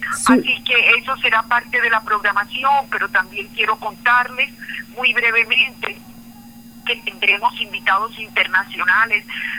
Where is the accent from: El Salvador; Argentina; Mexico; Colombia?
Colombia; tener la capacidad de redescubrirme como árabe y poder seguir en la dialéctica cotidiana conociéndome como colombiana.